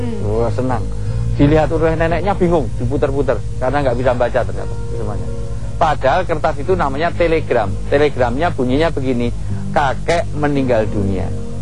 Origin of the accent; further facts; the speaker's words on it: Yogyakarta, Special Region of Yogyakarta, Indonesia; Saya dari Jogja bu.